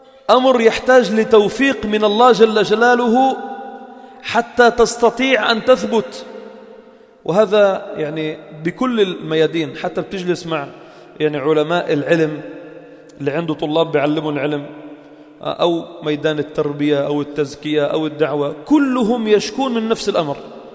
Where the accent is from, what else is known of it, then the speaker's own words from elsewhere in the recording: Sidon, South Governorate, Lebanon; وآخر من حمص، وأنا من صيدا، وثلاثة من البقاع واثنين من البقاع.